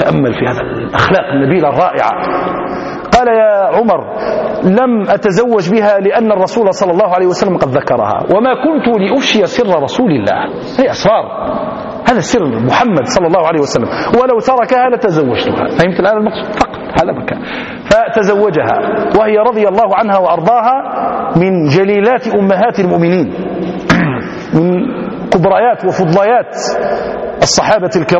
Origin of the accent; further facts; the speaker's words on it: Algeria; في بلدتنا الجزائر حدثني بعض القضاة